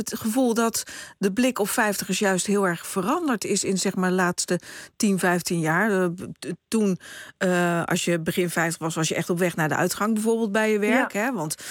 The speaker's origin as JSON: {"language": "Dutch", "town": "Vlaardingen", "region": "South Holland", "country": "Netherlands", "tie": "born or raised there", "said": "Ik ben opgegroeid in Vlaardingen. En dan kon je van Vlaardingen naar Den Haag schaatsen of naar Maassluis."}